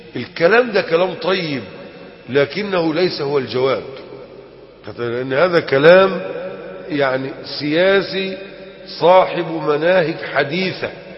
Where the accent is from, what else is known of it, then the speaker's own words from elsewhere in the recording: Egypt; كان عالما من العلماء الكرام الكبار عندنا في مصر، وكنت أتشرف بحضور دروسه وأنا في 14 من عمري، كنت في القاهرة